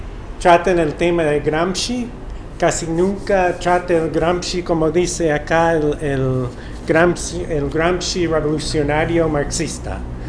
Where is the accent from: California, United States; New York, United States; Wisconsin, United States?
Wisconsin, United States; Spanish is a second language; mi abuelo maternal trabajaba toda su vida en las fábricas en mi pueblo, en el estado de Wisconsin